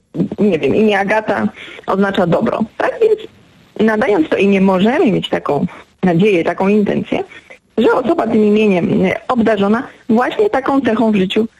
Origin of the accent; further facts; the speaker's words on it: Gdańsk, Pomeranian Voivodeship, Poland; ja jestem z Gdańska i jestem z tym miastem bardzo związana.